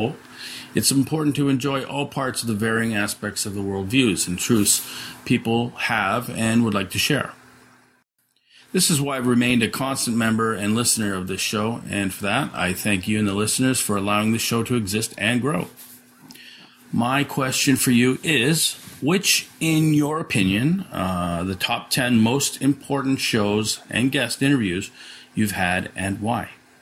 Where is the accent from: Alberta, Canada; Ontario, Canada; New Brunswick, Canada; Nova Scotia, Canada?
Ontario, Canada; Toronto; I'm from Toronto, Canada.